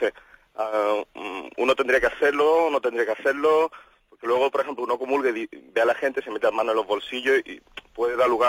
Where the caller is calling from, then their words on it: Málaga, Andalusia, Spain; de Málaga